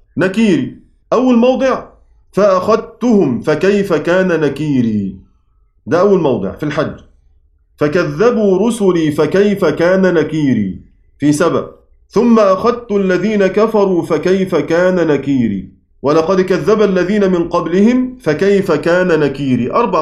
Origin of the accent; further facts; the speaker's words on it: Egypt; accent: Egyptian; زي ما احنا بنقول كده بلهجتنا المصرية